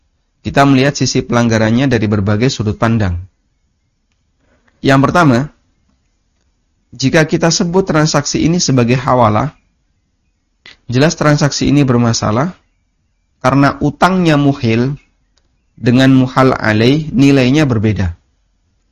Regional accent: Lamongan, East Java, Indonesia; kejadian ini real ada di kecamatan tempat asal saya. Di daerah Lamongan ya.

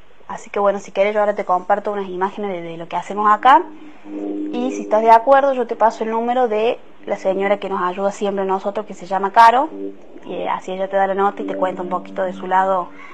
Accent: Huerta Grande, Córdoba, Argentina; somos de Huerta Grande, del barrio Villa Parque, entre los límites de Los Lirios.

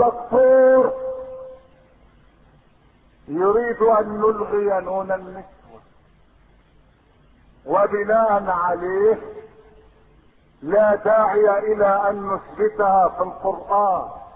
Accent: Egypt; الذي يفخر به الناس عندنا في مصر

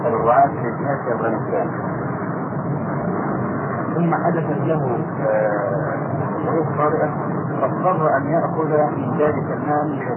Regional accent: Egypt; يعني احنا عندنا في مصر الموظف ياخد 40 جنيه مثلا

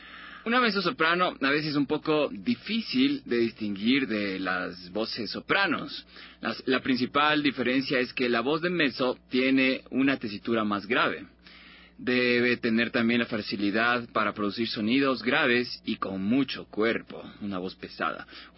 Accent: Ecuador; nuestra identidad como ecuatorianos

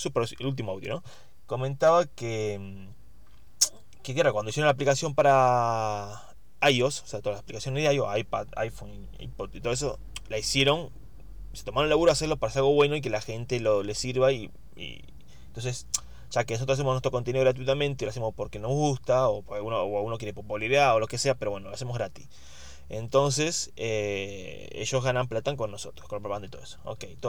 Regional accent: Argentina; soy un argentino

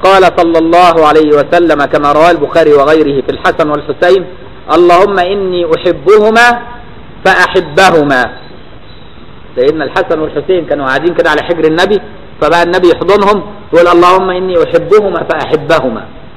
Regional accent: Egypt; شعب غريب، الشعب المصري ده شعب غريب. مش بقول كده عشان أنا مصري

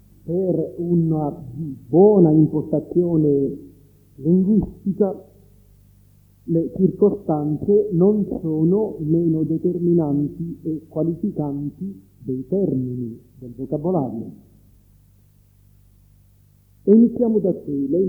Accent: Sicily, Italy; Io sono siciliano e quindi figlio della cristianità

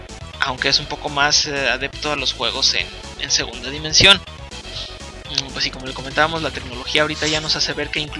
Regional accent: Mexico; Nosotros somos de México

